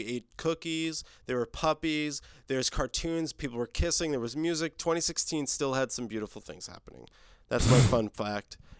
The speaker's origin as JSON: {"language": "English", "region": "East Coast", "country": "United States", "said": "No, I'm not. I'm from the East Coast."}